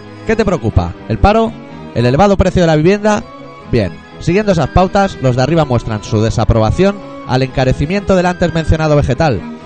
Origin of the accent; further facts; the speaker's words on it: Catalonia, Spain; Si los únicos que le ponemos tomate al pan somos los catalanes.